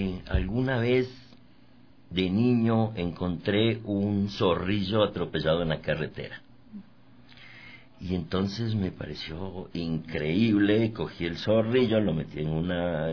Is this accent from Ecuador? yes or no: yes; Quito, Pichincha, Ecuador; Yo soy quiteño.